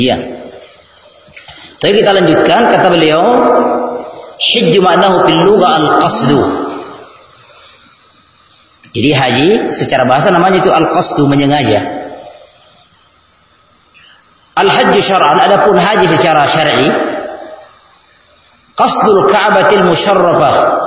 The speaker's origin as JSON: {"language": "Indonesian", "region": "Sulawesi", "country": "Indonesia", "said": "kita orang Bugis, Sulawesi ini terpengaruh dengan bahasa kita logat."}